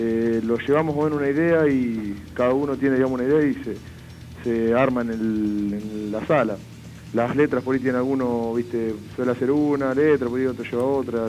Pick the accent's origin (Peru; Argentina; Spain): Argentina; Chivilcoy, Buenos Aires Province; Somos de Chivilcoy, digamos, el interior de la provincia de Buenos Aires.